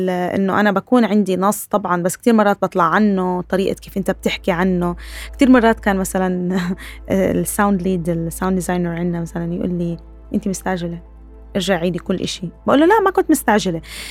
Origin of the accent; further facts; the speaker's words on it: Nablus, West Bank, Palestine; إذا أنا حبيت واحد من القدس وأنا من نابلس ما بنقدر نتجوز